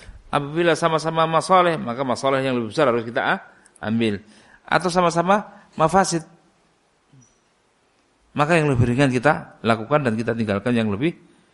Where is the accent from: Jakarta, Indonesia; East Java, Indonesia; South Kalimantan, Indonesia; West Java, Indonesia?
East Java, Indonesia; Saya datang dari Jawa Timur. Bukan orang Solo